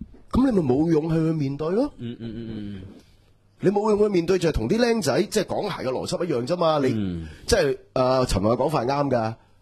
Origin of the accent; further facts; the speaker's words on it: Hong Kong; 咁你當唔當我係香港人先？